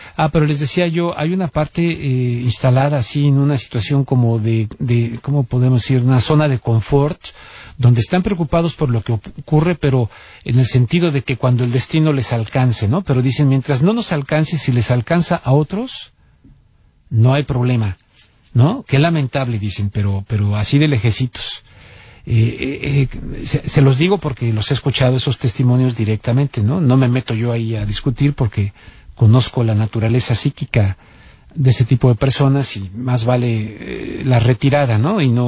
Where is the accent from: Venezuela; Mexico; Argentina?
Mexico; porque soy mexicano y he vivido allá y tengo familia